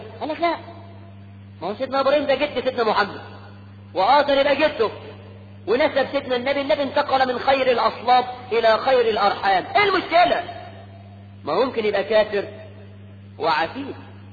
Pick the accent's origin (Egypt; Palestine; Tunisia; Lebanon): Egypt; ده احنا كمصريين بنسمي الواحد اسمين